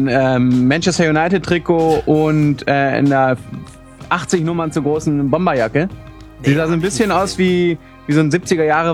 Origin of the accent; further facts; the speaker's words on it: Northern Germany, Germany; ich als Norddeutscher